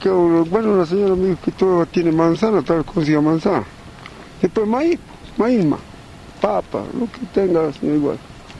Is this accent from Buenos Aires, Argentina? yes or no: no; Susques, Jujuy, Argentina; Vengo de Susque, del interior de localidad Huanca, de mi domicilio del campo, Cuevas. Del campo vivo yo. Pero al pueblo tengo también casa donde hay escuela, todos se han educado a mis hijos. Yo también me eduqué ahí, en esa escuela.